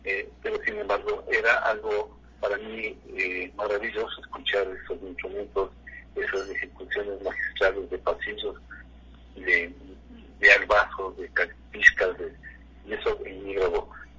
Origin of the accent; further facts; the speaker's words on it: Quito, Pichincha, Ecuador; porque yo desde los 15 años en mi barrio de San Roque, en Quiteño, soy de San Roque